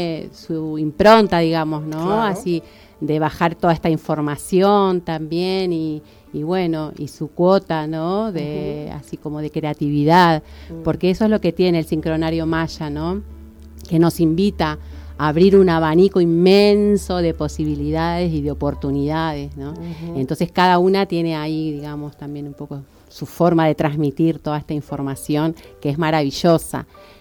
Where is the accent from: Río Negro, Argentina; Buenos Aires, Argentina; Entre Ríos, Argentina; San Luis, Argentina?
Buenos Aires, Argentina; moved away as an adult; Soy de Buenos Aires. Vine por primera vez en el 92 embarazada de Wanda Agustina. Y en el 99 volví a unas vacaciones y ya con ganas de quedarme.